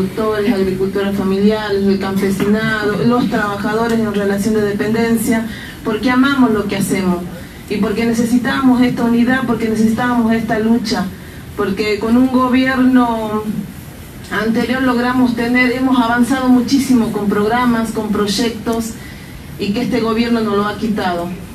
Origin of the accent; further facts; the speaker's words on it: Salta, Argentina; Nosotros venimos de Salta, un viajecito de más de 20 horas